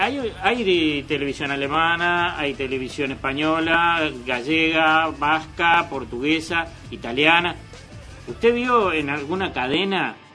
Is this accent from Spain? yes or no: no; Uruguay; el que es sano, como los uruguayos, sabe que las cosas las hacemos bien